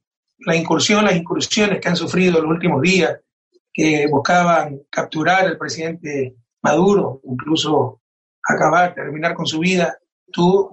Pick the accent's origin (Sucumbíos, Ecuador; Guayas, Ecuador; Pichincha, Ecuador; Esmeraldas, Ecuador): Guayas, Ecuador; Guayaquil; soy ecuatoriano y soy guayaquileño. Y Guayaquil, mi ciudad natal, ha servido de ejemplo a nivel mundial de lo que no debió ocurrir